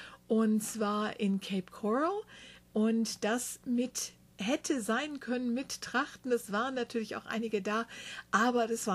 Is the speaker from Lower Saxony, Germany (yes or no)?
yes; Rinteln, Lower Saxony, Germany; der Rintelner Gegend, Bückeburg und Lindorf sind, die ich selber zusammengetragen habe, denn das ist meine Heimat bzw. die Heimat meines Vaters nahe Hannover im Norden Deutschlands